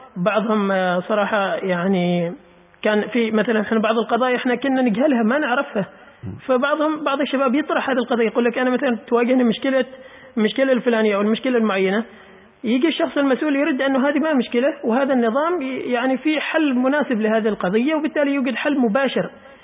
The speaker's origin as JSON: {"language": "Arabic", "country": "Oman", "said": "يا أخي أنا عماني، أنت لازم كعماني تدعمني"}